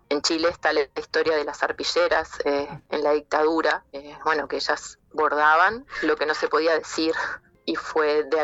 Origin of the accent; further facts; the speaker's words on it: Montevideo, Uruguay; del barrio donde nosotros somos de Pueblo Victoria